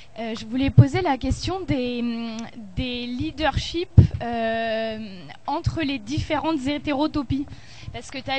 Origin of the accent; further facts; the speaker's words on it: Nouvelle-Aquitaine, France; moi je viens de Corrèze